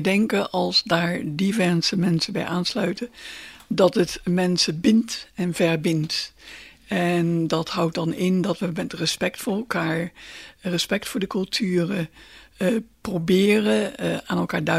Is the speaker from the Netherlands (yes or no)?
yes; Netherlands; Ik bedoel, wij zijn Hollanders en we zijn gewend om in regen te wandelen en te fietsen.